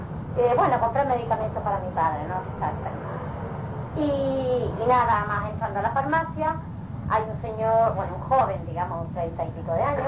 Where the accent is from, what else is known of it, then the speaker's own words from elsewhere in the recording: Balearic Islands, Spain; yo vengo de Mallorca, de una isla, de España, y ya me voy en dos días más